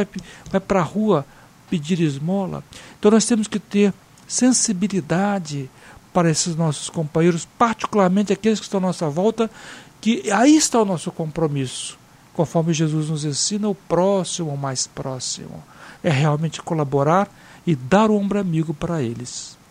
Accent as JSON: {"language": "Portuguese", "region": "Espírito Santo", "country": "Brazil", "tie": "born or raised there", "said": "Eu me lembro lá no Espírito Santo, minha cidade natal"}